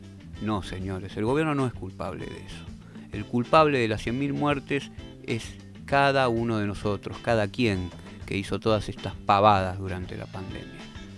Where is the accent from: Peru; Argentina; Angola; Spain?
Argentina; Pero somos argentinos.